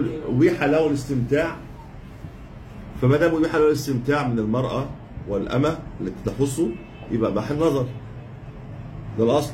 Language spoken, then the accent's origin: Arabic; Egypt; عندنا في مصر في مشكله